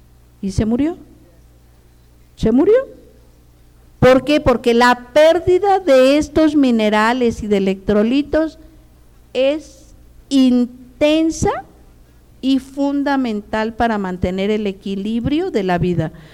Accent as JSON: {"language": "Spanish", "region": "Michoacán", "country": "Mexico", "said": "Yo cuando llegué a Toluca, yo soy de Michoacán, originaria de Michoacán."}